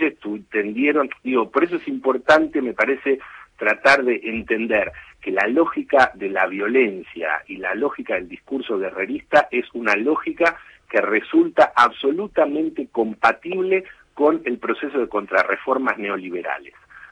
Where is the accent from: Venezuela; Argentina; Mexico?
Argentina; nosotros como argentinos esto lo conocemos